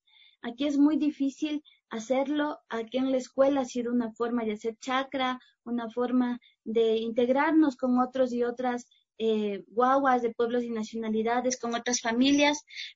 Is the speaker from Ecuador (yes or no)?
yes; Machachi, Pichincha, Ecuador; now in Quito, Ecuador; aquí voy viviendo un año y medio aquí en Quito. Yo soy de Machachi, estamos entre Cotopaxi y Quito, pero digamos vengo de una matriz pansalea